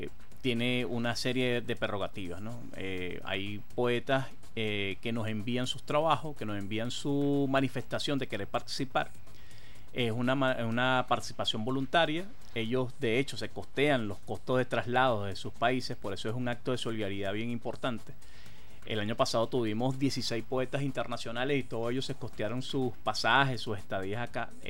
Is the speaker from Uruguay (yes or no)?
no; Venezuela